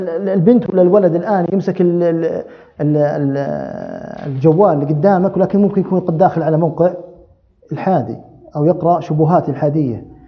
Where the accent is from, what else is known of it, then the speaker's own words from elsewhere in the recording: Saudi Arabia; عندنا في السعودية